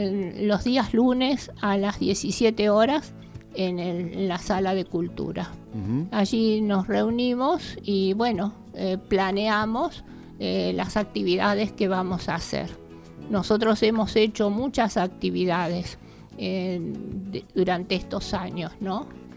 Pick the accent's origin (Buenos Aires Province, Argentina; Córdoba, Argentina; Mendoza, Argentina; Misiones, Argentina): Córdoba, Argentina; Capilla del Monte; born there; casi todos somos nacidos aquí en Capilla del Monte